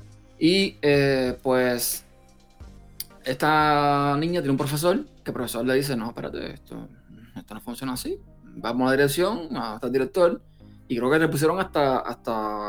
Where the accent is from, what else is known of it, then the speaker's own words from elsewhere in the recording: Cuba; moved away as an adult; de Cuba, que era donde yo nací, que fue donde viví por 29 años